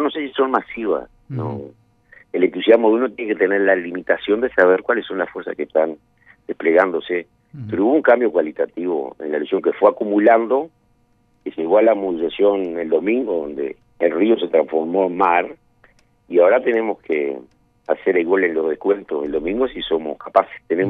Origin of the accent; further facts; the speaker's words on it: Uruguay; Somos los uruguayos, somos democráticos.